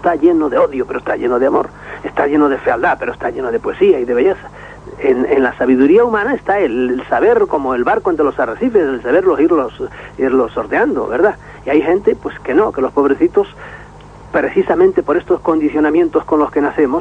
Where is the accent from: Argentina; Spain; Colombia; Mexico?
Spain; Galicia; parece que tengo algún acentito, pero nada, soy gallego químicamente puro.